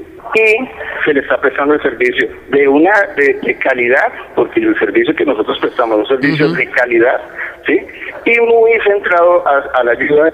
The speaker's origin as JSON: {"language": "Spanish", "region": "Cundinamarca", "country": "Colombia", "said": "Nosotros como colombianos, como cundinamarqueses, como vecinos que salimos de la Cundinamarca, salimos con esa capacidad de crear empresa."}